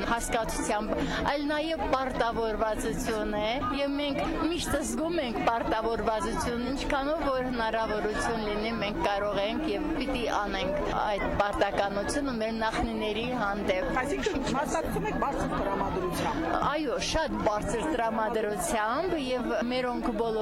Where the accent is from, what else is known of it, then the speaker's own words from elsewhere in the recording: Vanguyugh, Armenia; born there; Ծնունդով Վանգյուղից եմ